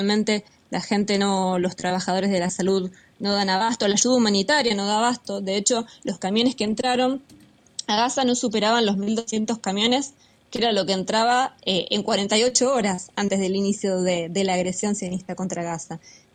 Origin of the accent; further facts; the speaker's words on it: Argentina; como pueblo argentino, sufrimos de otra manera la injerencia imperialista